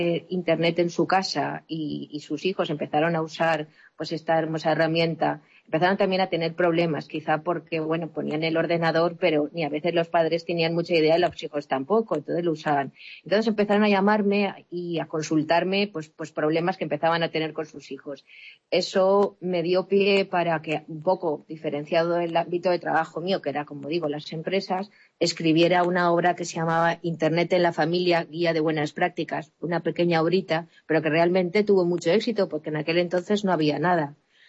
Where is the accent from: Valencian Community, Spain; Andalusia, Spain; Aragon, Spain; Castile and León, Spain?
Valencian Community, Spain; Valencia; soy de Valencia